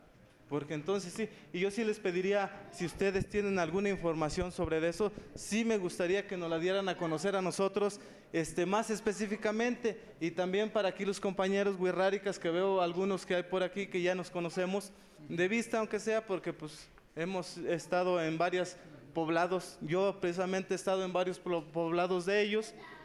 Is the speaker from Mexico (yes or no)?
yes; San Luis Potosí, Mexico; Yo vengo de aquí, de una comunidad cercana a Matehuala.